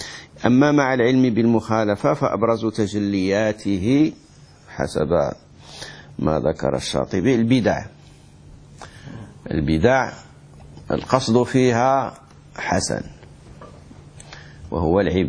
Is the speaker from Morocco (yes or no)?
yes; Morocco; عندنا في المغرب ناس يسافرون في رمضان ليفطروا